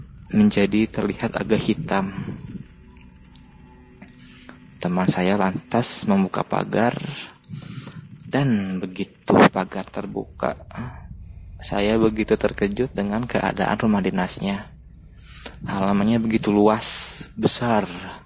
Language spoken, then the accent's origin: Indonesian; Bandung, West Java, Indonesia; Karena saya asli orang Bandung